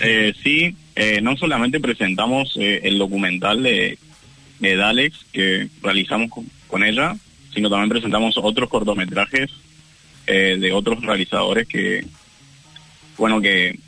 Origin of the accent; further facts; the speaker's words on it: Corrientes, Argentina; Soy correntino.